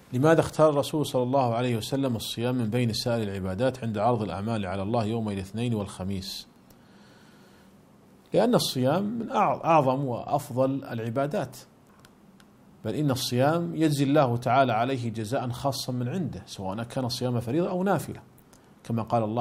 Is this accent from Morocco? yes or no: no; Saudi Arabia; فالشركات المساهمة عندنا في المملكة العربية السعودية ملزمة بدفع الزكوات